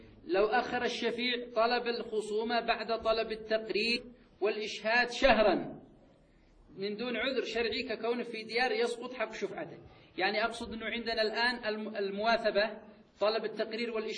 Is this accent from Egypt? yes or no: no; Yemen; القضاء عندنا في اليمن المعتاد في القضاء في المحاكم